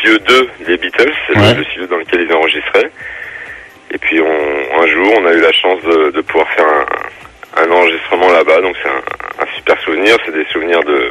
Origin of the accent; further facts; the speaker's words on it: Orléans, Centre-Val de Loire, France; nous on est originaire d'Orléans